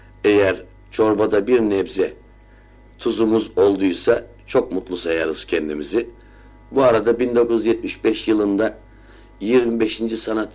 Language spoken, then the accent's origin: Turkish; Istanbul, Turkey; born there; Efendim ben 1931 yılında İstanbul'un Cihangir semtinde dünyaya gelmişim. Bir Ramazan ayında doğmuşum.